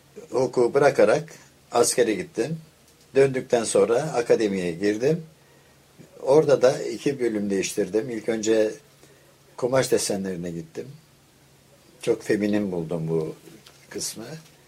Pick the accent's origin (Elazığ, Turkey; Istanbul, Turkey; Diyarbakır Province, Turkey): Istanbul, Turkey; born there; Ben 1927 İstanbul doğumluyum.